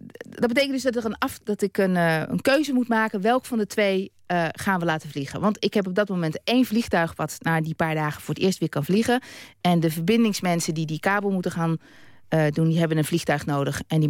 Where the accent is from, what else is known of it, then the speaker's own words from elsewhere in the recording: Netherlands; Nou, ik ben Nederlander.